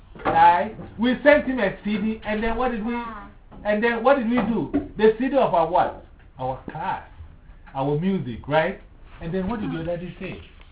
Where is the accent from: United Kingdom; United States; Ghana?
Ghana; I'm from Ghana, right? Ghana is in Africa.